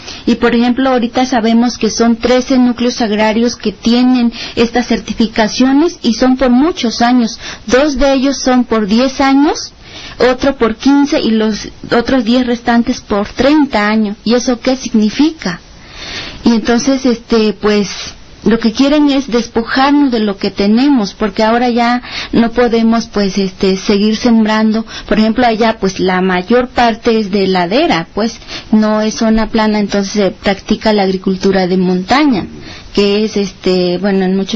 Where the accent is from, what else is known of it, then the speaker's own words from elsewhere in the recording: Guerrero, Mexico; venimos pues de Guerrero, una comisión del Consejo Indígena y Popular de Guerrero.